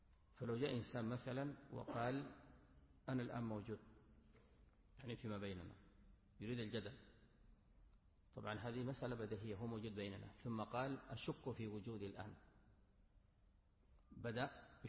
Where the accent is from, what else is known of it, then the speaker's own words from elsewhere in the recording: Sudan; ممن يرد على المبتدع عندنا في السودان معروف